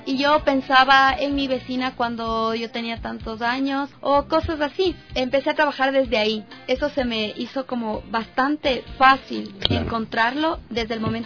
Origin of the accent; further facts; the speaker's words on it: Riobamba, Chimborazo, Ecuador; yo soy de Riobamba.